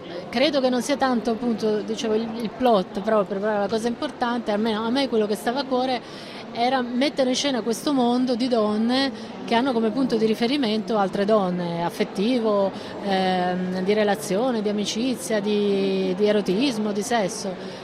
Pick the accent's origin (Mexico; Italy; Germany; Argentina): Italy; Liguria; io sono nata per esempio in Liguria, da una famiglia meridionale, abitavamo in un quartiere di meridionali emigrati, quindi comunque anche proletari